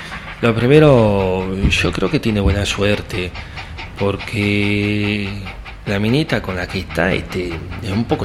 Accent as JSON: {"language": "Spanish", "town": "Carro Quemado", "region": "La Pampa", "country": "Argentina", "tie": "born or raised there", "said": "de mi pueblo, ¿no? De allá, de Carro Quemado, vino a Buenos Aires."}